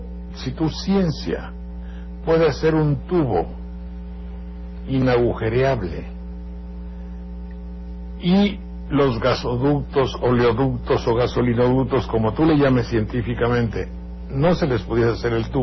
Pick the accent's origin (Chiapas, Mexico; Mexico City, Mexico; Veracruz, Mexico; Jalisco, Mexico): Veracruz, Mexico; Banderilla; Yo provengo de una familia de agricultores que sembramos maíz. Los trabajos para sembrar maíz son ímprobos en mi tierra